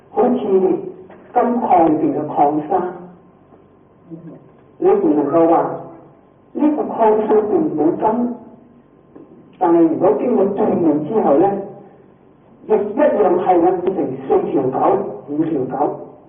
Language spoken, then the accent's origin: Cantonese; China; 我哋中國人喜歡精簡